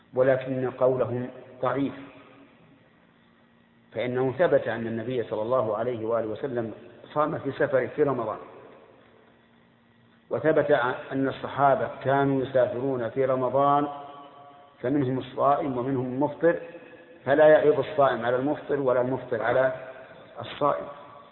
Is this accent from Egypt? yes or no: no; Al-Qassim, Saudi Arabia; خمس الصاع الحال عندنا في القصيم